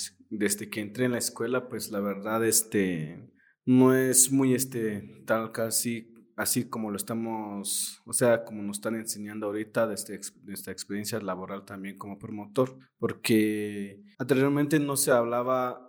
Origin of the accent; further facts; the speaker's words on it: Tenejapa, Chiapas, Mexico; yo soy de Tenejapa.